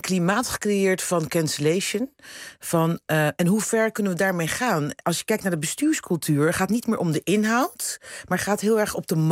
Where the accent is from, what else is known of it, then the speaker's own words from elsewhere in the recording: Rotterdam, South Holland, Netherlands; now in Amsterdam, Netherlands; Ik ben opgegroeid in Rotterdam, in een zwarte wijk. Ja. En ik woon nu in Amsterdam.